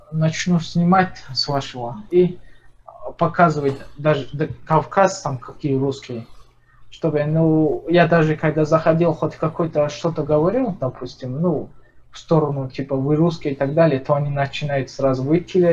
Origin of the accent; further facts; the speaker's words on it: Dagestan, Russia; Я из Дагестана